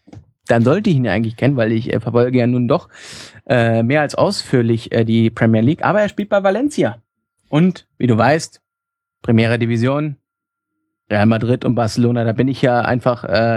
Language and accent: German; Leipzig, Saxony, Germany; Und da würde ich sagen, Nehme ich, als Leipziger.